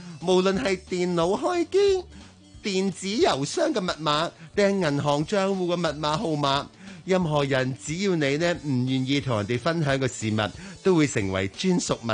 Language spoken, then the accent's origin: Cantonese; Hong Kong